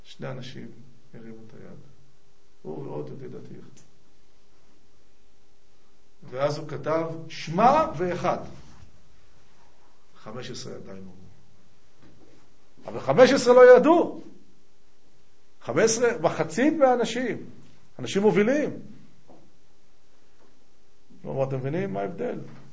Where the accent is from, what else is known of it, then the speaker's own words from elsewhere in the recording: Tel Aviv, Tel Aviv District, Israel; אני אומר לו, תל אביבי.